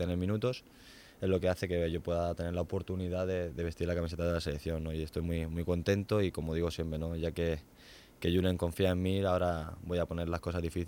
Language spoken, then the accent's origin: Spanish; Elche, Valencian Community, Spain; me encanta llevar a Elche por el mundo, ¿no? La verdad que estoy muy orgulloso de ser de donde soy